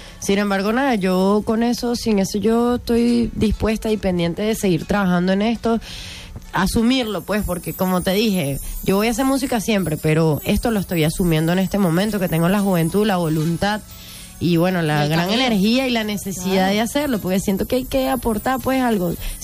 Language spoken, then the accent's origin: Spanish; Caracas, Capital District, Venezuela; yo soy caraqueñita, pues.